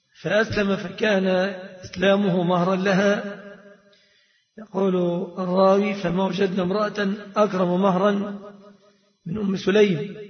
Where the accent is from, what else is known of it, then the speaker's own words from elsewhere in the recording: Egypt; فالصداق في بلادنا مصر في الغالب متمثل في ثلاثة أشياء